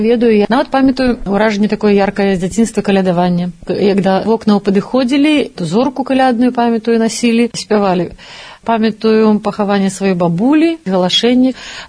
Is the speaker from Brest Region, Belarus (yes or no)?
yes; Damashevichy, Brest Region, Belarus; also born or lived in Baranavichy; Лічуся я, што нарадзілася ў Баранавічах, але сама лічуся ведамашоўкай. Гэта вёска 10 кіламетраў ад Баранавіч, Дамашэвіч, дзе нарадзіліся мае бацькі.